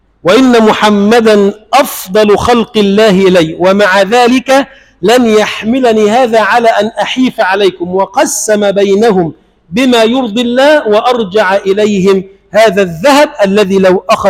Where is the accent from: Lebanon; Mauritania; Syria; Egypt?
Egypt; اللهم اجعل بلدنا مصر بلدا آمنا مطمئنا سخاء رخاء